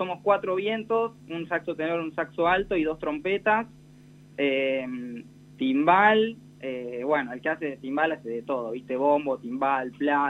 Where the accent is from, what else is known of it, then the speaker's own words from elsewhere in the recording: Necochea, Buenos Aires Province, Argentina; Sí, y también soy de Necochea, y es el aniversario de Necochea el 12 de octubre